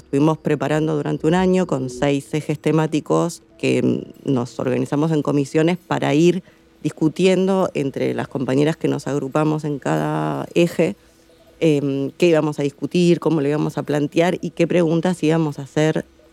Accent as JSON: {"language": "Spanish", "country": "Argentina", "said": "inclusive yo vengo de Argentina, es un territorio enorme"}